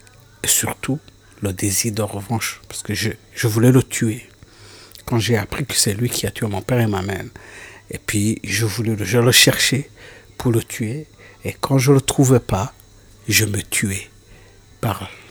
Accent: Rwanda; born there; Je suis allé au Rwanda en 2007, dans mon village natal, là où j'étais né

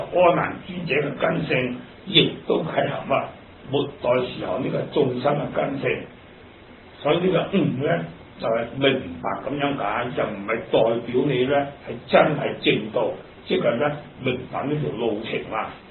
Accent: Hong Kong; 咁我哋香港人咧係人都識噶啦

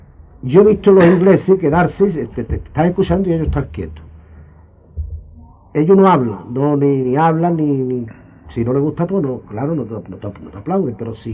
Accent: Jerez, Andalusia, Spain; moved away; pero yo cuando salí de Jerez yo no sabía cantar, vamos, cantaba por bulería, cantaba la bulería por soleá a mi manera, cantaba por soleá a mi área, siempre con aire de aquí, porque soy de aquí

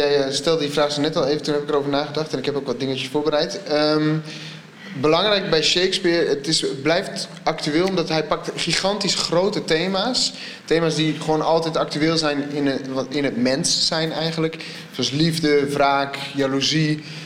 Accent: Assen, Drenthe, Netherlands; also born or lived in Groningen; Ik kom oorspronkelijk uit Assen, maar ik heb in Groningen altijd op school gezeten, dus het voelt wel warm.

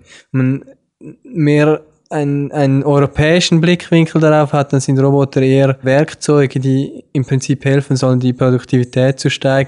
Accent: Switzerland; Wie man hören kann, komme ich aus der Schweiz. Ich habe in Zürich, an der ETH Zürich Maschinenbau studiert

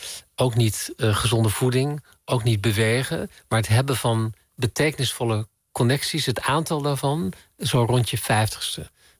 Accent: Emmen, Drenthe, Netherlands; En vanuit Drenthe, ik ben in Zuidoost-Drenthe opgegroeid in Emmen.

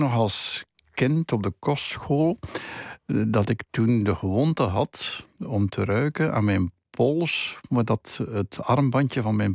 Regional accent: Flanders, Belgium; de plaats waar ik opgegroeid ben. De plaats, dat is West-Vlaanderen, dat is een vrij streng gebied. Mocht het niet katholiek zijn, ik zou het Calvijns noemen.

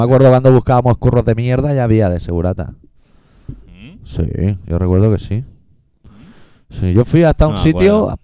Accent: Catalonia, Spain; es que los catalanes no somos buena gente

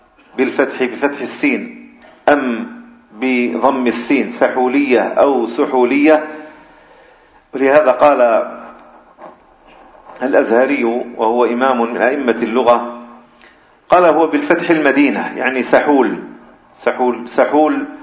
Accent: Algeria; بخاصة عندنا في الجزائر

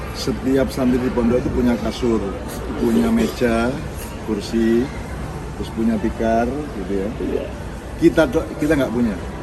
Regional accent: Java, Indonesia; Saya orang Jawa

